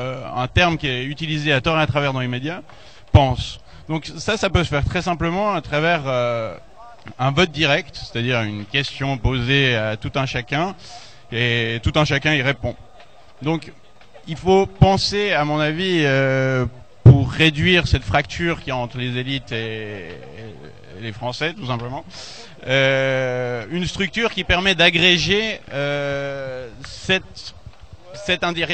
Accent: Switzerland; Vous l'avez compris, je suis suisse.

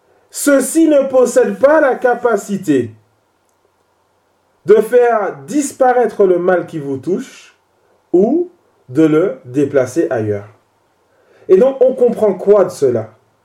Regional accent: French Antilles, France; Même chez nous, aux Antilles, on trouve ce genre d'ambiguïté chez les chrétiens.

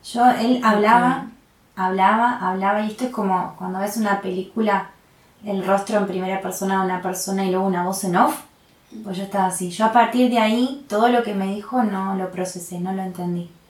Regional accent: La Plata, Buenos Aires Province, Argentina; yo soy de La Plata, soy de La Plata, nací en La Plata

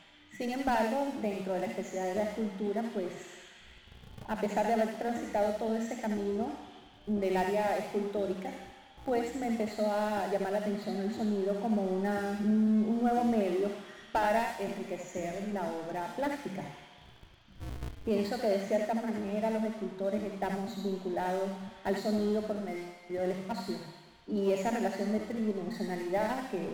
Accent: Havana, Cuba; now in Bogotá, Colombia; Vengo de La Habana, Cuba, y ahorita todo mi trabajo se está desarrollando en Bogotá, Colombia.

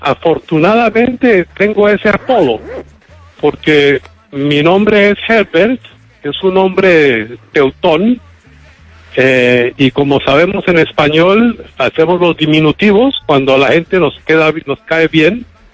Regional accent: Bogotá, Colombia; born there; Efectivamente, yo nací en Bogotá en 1948.

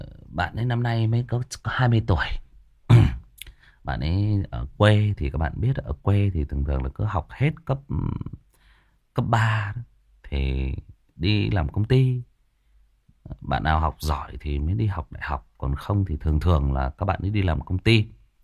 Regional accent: Hưng Yên, Vietnam; thì chỗ bạn ấy thì ở Hưng Yên, ở quê tôi đó các bạn.

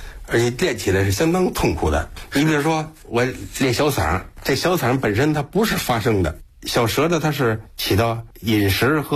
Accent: Beijing, China; 我家就住在朝阳区高碑店，因为那个时候啊，高碑店相当的美

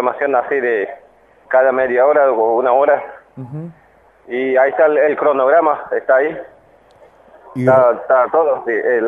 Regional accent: Argentina; simplemente somos argentinos y simplemente somos argentinos. y somos indígenas

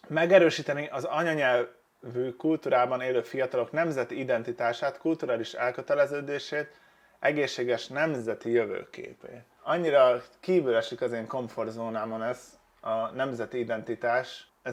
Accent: Hungary; mert én nem gondolom, hogy én attól jobb vagy rosszabb lennék, hogy magyar vagyok. Egyszerűen ide születtem, és ez van.

